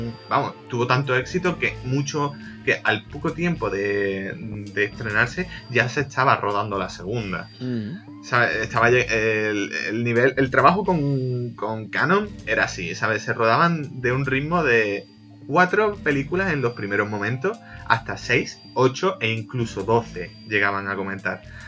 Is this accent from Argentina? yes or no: no; Jerez de la Frontera, Andalusia, Spain; al fin y al cabo somos los dos de Jerez de la Frontera.